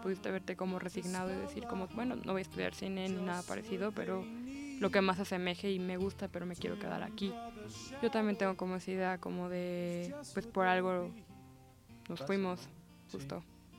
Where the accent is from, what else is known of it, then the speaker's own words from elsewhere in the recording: Morelos, Mexico; now in Mexico City, Mexico; yo soy de Morelos y como que nuestros estados acaban como de sufrir cierto daño